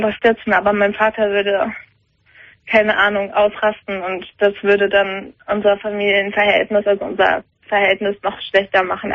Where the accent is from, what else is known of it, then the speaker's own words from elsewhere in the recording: Germany; ich bin Deutsche